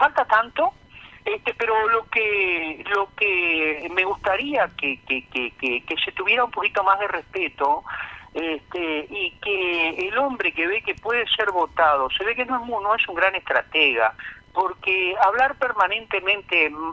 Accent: Salto, Uruguay; now in Rocha, Uruguay; cuando yo recién me vine de Salto para Rocha

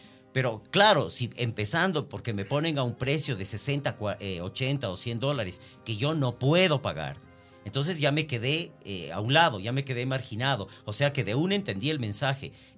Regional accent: Ecuador; como ecuatoriano me duele en el alma que no se valore lo nacional

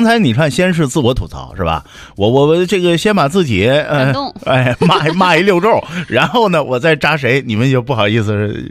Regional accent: Northeast China, China; 所以就我是东北人，我特别娇闹。

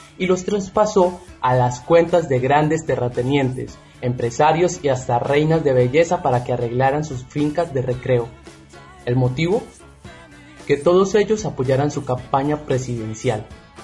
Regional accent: Colombia; Y yo me sigo preguntando, como otros colombianos

